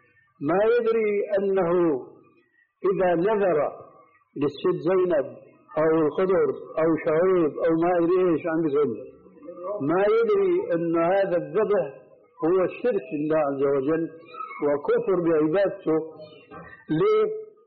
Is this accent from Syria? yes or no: yes; Syria; ونحن عندنا في الشام كانوا التلامذة المساكين مساكين يقولوا أنا حضرت الشيخ أنكشف شو في قلبي